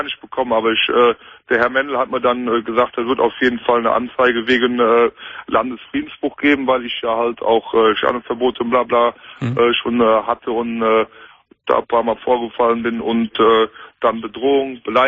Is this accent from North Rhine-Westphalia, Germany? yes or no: yes; Cologne, North Rhine-Westphalia, Germany; Ich bin Kölner durch und durch.